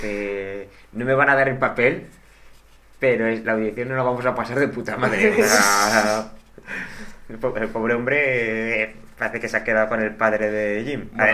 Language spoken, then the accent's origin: Spanish; Zaragoza, Aragon, Spain; nosotros somos de Zaragoza.